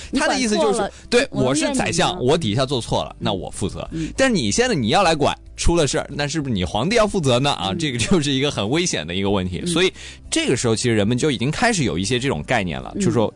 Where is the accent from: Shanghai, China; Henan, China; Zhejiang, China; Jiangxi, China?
Zhejiang, China; Hangzhou; 我们杭州那边的钱塘县令